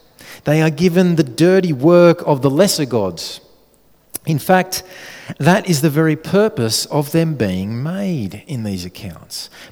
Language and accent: English; Australia; Jenny and I, being good Aussie kids